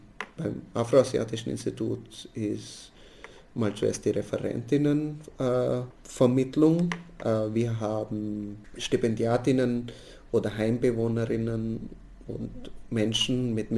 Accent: Mumbai, Maharashtra, India; moved away as an adult; now in Austria; geboren bin ich in Bombay und dort habe ich bis zu meinem 22. Lebensjahr gelebt. In Bombay habe ich auch mein Masterstudium in Biologie gemacht. Dann habe ich meinen Freund in Bombay kennengelernt und mit dem bin ich dann nach Österreich gekommen.

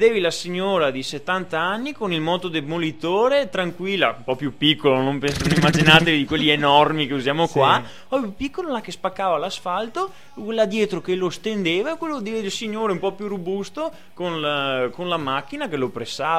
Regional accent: Venice, Veneto, Italy; Da veneziano posso dire che Venezia è tutta un'altra cosa

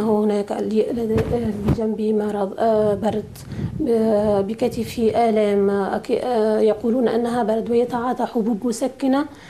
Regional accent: Bizerte, Bizerte Governorate, Tunisia; هناك سجن يقرب عن بلدتنا بنزرة شمال تونس 20 كيلومتر.

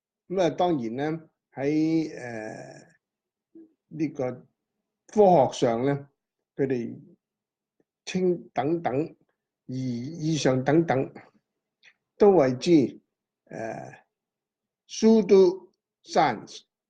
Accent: China; 譬如話我哋中國人講一命、二運、三風水

